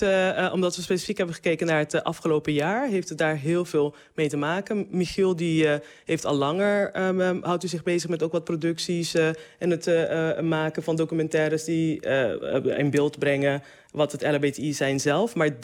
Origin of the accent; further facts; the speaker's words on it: Curaçao; Ik ben opgegroeid op Curaçao.